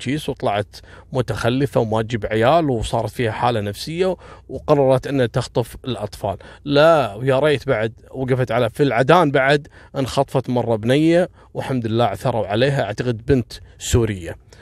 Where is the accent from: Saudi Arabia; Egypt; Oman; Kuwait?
Kuwait; لا احنا عندنا في الكويت